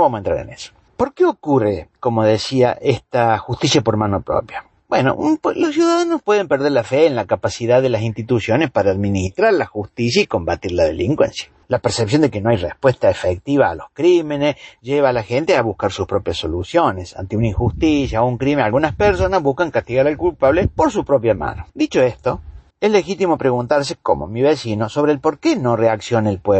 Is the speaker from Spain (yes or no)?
no; Argentina; La realidad que estamos viviendo como pueblo argentino